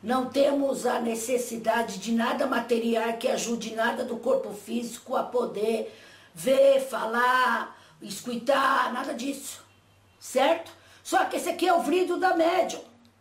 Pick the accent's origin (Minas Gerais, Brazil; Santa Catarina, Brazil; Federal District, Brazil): Minas Gerais, Brazil; Mineiro, ué!